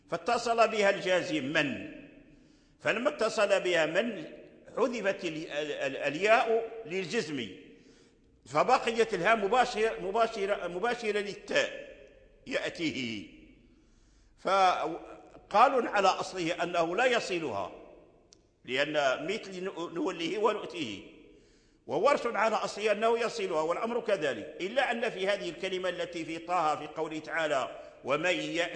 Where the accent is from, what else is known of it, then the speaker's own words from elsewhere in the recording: Morocco; الذي عليه العمل المقدم في الأداء عندنا في المغرب هو الصلة